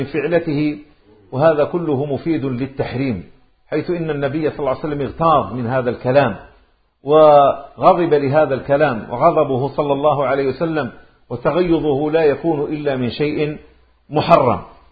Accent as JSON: {"language": "Arabic", "town": "Maghnia", "region": "Tlemcen Province", "country": "Algeria", "said": "أقول له أنا من مغنية"}